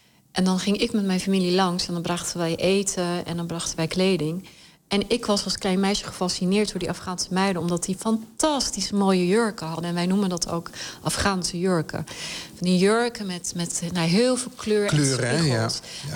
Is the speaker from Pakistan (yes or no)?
yes; Khyber Pakhtunkhwa, Pakistan; born there; Dutch is a second language; waar ik geboren ben, is het gebied aan de ene kant grens wij aan Kashmir, wat natuurlijk ook altijd een onrustig gebied is.